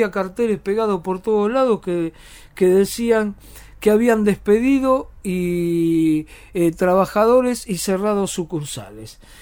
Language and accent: Spanish; Buenos Aires, Argentina; Yo soy de Boedo, todos los días trabajo en Almagro